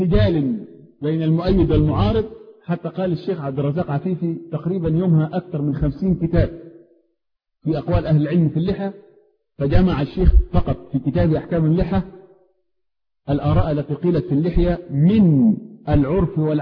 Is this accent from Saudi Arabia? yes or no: no; Upper Egypt, Egypt; انا راجل صعيدي معذرة جاي من اخر الخط.